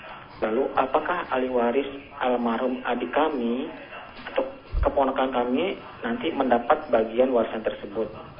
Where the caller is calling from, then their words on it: Depok, West Java, Indonesia; Dari Depok saya.